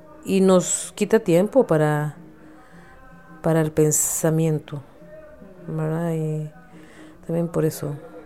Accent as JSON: {"language": "Spanish", "country": "Honduras", "tie": "born there", "said": "vivo en Honduras y nací ahí."}